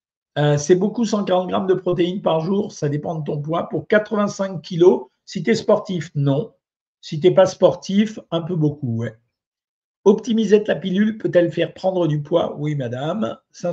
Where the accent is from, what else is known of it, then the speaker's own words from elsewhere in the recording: Algeria; born there; Ah, je ne suis pas du Maroc, moi, je suis né en Algérie.